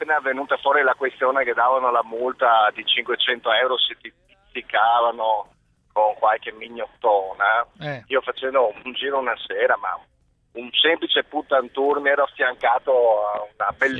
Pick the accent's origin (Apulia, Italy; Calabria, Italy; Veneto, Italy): Veneto, Italy; Padua; sono padovano come te